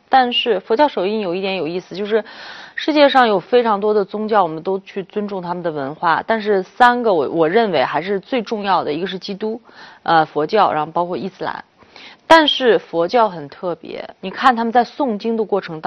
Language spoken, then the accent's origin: Chinese; China; 我是个中国人，我这听着喝字我悦耳